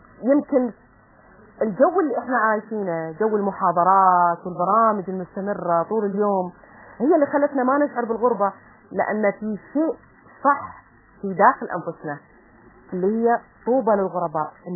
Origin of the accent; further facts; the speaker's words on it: Kuwait; وأنا من الكويت، وإحنا بعيدين عن الأوطان، بعيدين عن الأهل، بعيدين عن أقربائنا.